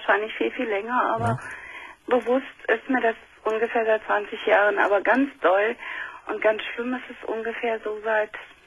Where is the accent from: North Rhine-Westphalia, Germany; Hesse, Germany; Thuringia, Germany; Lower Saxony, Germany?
North Rhine-Westphalia, Germany; Düsseldorf; Ich bin in Düsseldorf aufgewachsen.